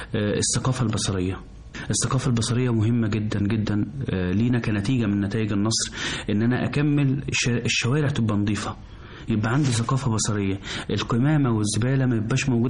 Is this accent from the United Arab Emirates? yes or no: no; Egypt; بجد الناس احنا كمصريين عندنا الاستقبال وحفاوة الاستقبال جميلة جدا